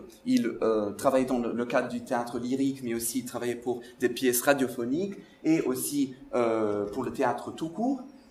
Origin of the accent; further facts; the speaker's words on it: Portugal; French is a second language; C'est quand même drôle d'être un portugais qui parle de personnages belges en Belgique.